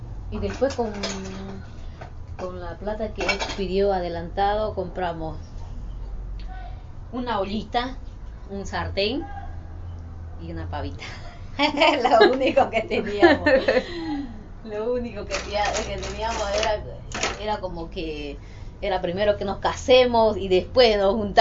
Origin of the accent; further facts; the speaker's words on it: Bolivia; now in Argentina; Cuando yo llegué de Bolivia con mi hija, él a mí me trató muy mal.